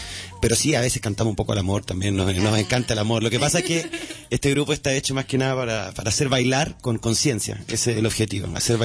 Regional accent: Chile; now in Barcelona, Spain; como soy chileno y he trabajado aquí en Barcelona

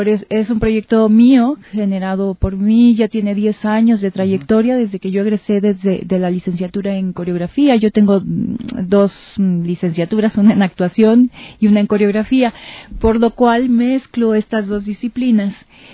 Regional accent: Mexico; En mi país este proyecto pues tiene un apoyo, una beca de las instancias culturales en mi país y hay bastante actividad cultural, ¿no? En relación a las artes escénicas, pues allá en México

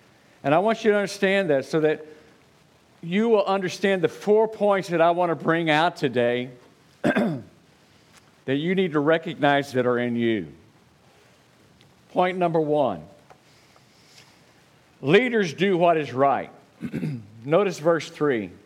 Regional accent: Oklahoma, United States; I'm from Oklahoma. You'll never go where I am. All right? Out in the woods, way out there, you know.

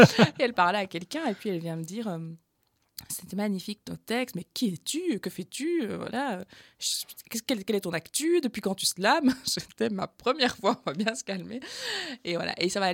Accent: Wallonia, Belgium; accent: Carolo; Je disais, c'est parce que j'ai un accent, qu'on me parle comme ça, un accent carolo.

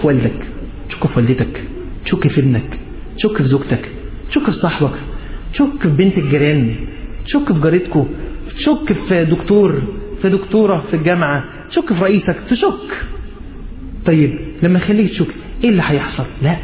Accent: Egypt; بس احنا كمصريين بنشيل بنعمل كده يعني

